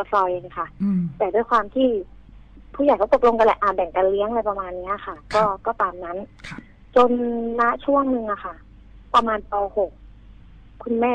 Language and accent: Thai; Bangkok, Thailand; moved away; ก่อนหน้าที่จะย้ายมาอยู่เลยต่างจังหวัดเนี่ยคือเป็นคนกรุงเทพเป็นพื้นเพเป็นคนกรุงเทพเลย